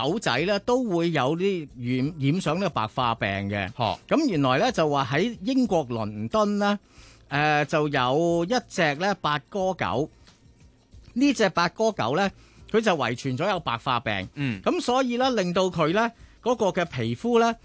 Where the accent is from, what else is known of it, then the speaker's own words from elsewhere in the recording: Hong Kong; 成为咗我哋香港人咧说话咧。